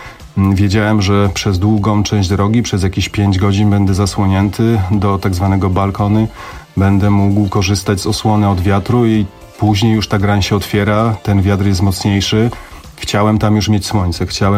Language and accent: Polish; Silesian Voivodeship, Poland; Ja jestem góralem, urodzonym pod Pilskiem.